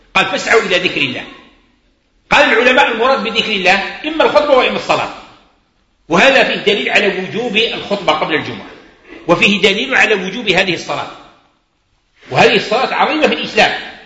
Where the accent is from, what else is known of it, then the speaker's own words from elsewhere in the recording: Algeria; عندنا احنا كجزائريين عندنا لباس، عندنا معروف، عندنا القشابة، عندنا القندورة، عندنا البرنوس